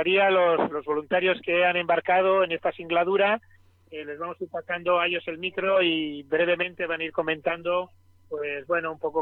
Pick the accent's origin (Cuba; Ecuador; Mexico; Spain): Spain; Granada, Andalusia; que vengo de Granada